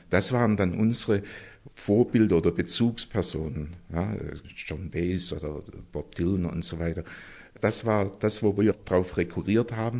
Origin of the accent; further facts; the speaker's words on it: Stuttgart, Baden-Württemberg, Germany; bin eigentlich aus Stuttgart und habe 65 Abitur gemacht und studierte seit Sommersemester 65 hier in Tübingen